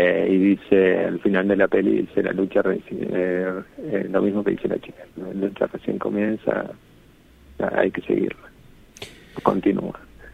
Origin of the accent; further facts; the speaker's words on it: San Rafael, Mendoza, Argentina; yo soy mendocino, soy nacido en San Rafael, Mendoza, que queda al sur de Mendoza, pero tengo 41 años. A los 18 me fui y volví recién en... me fui como en el 2000 y volví en el 2015.